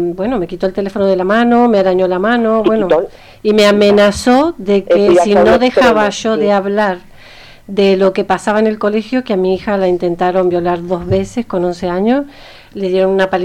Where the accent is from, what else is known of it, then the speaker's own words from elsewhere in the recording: Argentina; porque soy argentina, porque soy de otro país.